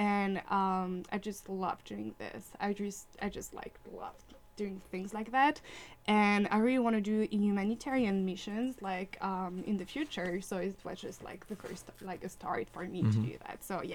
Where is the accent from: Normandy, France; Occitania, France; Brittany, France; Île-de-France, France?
Brittany, France; Rennes; English is a second language; now in Minneapolis, United States; I'm from Brittany, so Bretagne, Rennes, which is the capital of Brittany. And I'm a student.